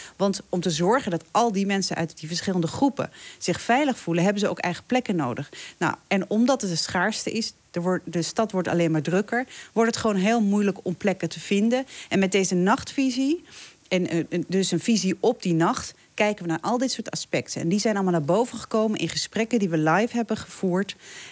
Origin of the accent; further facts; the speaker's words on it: Winterswijk, Gelderland, Netherlands; also born or lived in Morocco; ik ben zelf een achterhoeker, zeg maar. Ik ben in Marokko geboren. Maar ik heb, ben opgegroeid in Winterswijk.